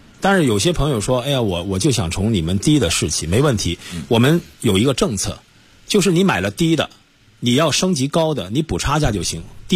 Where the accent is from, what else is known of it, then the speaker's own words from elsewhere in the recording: Guangdong, China; 我们广东人说打开门口做生意